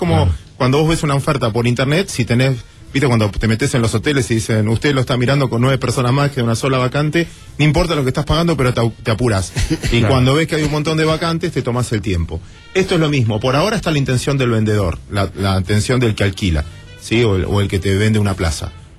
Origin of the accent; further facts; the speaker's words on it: Mar del Plata, Buenos Aires Province, Argentina; Yo soy de Mar del Plata, yo soy marplatense.